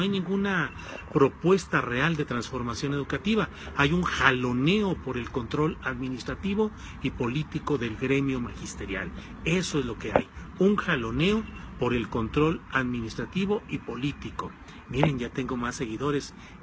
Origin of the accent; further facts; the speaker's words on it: Torreón, Coahuila, Mexico; me acordé que yo soy coahuilense, que nací en Torreón, Coahuila, y que tengo muchas cosas que decir también en Coahuila